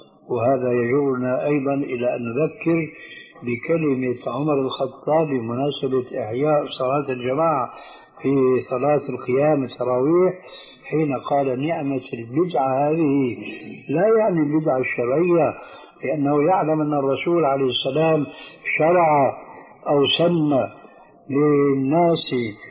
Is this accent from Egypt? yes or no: no; Syria; وعمر يلا كما يقولون عندنا في سوريا أدنى اليهود